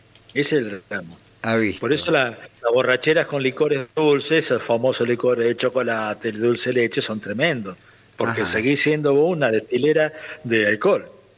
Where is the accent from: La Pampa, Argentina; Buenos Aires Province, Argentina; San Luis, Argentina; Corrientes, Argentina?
La Pampa, Argentina; Y yo le decía, soy de La Pampa, y queda lejos ese país, maestrito